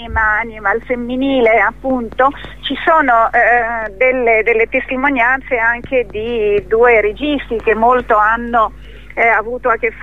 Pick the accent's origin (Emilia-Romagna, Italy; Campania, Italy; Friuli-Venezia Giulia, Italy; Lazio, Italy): Emilia-Romagna, Italy; Ferrara; io vengo da quei luoghi, sono nata a Ferrara, conosco quei luoghi, amo quei luoghi, e pensavo che ritornare a casa sarebbe stato più semplice.